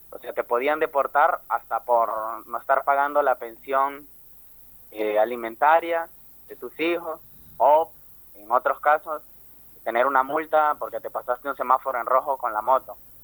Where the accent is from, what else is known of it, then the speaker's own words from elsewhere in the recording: El Salvador; Yo también ando por ahí, que soy salvadoreño.